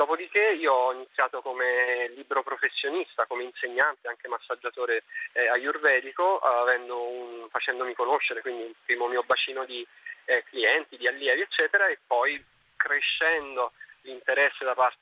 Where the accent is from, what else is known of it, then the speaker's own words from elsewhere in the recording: Rome, Lazio, Italy; ho 35 anni, appunto sono romano.